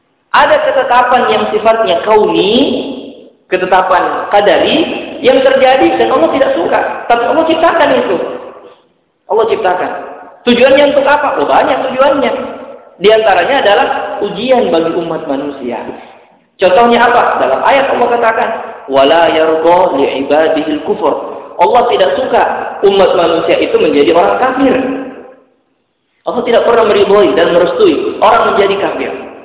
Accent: Makassar, South Sulawesi, Indonesia; kita orang Makassar terpecah menjadi 71 golongan.

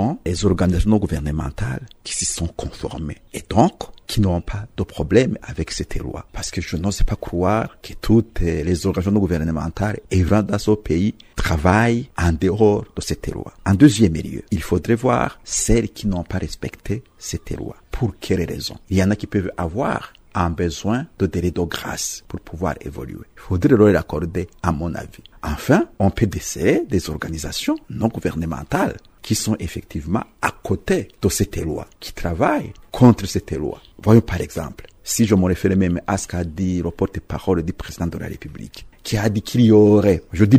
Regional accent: Burundi; nous les Burundais, en tout cas, en tant que Burundais

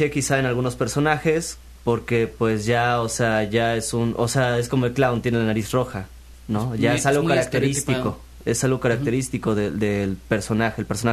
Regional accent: Xalapa, Veracruz, Mexico; Soy de aquí, de Jalapa. De originario Jalapa. De Jalapa, Veracruz.

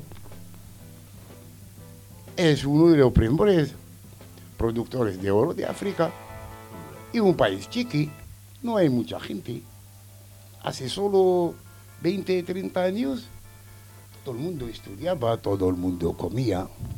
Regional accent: Algeria; En mi país, soy argelino, está saliendo el agua, el desierto a borbotones.

